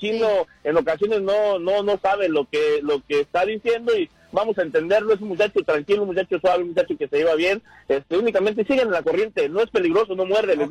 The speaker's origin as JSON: {"language": "Spanish", "region": "Michoacán", "country": "Mexico", "said": "a beneficio de mi pueblo, Cipineo, Michoacán"}